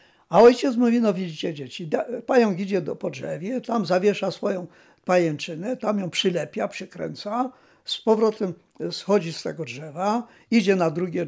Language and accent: Polish; Poronin, Lesser Poland, Poland; born there; Urodziłem się w Poroninie w 1926 roku na wiosnę. W góralskiej chałupie, nie będąc góralem, ale przybyszem.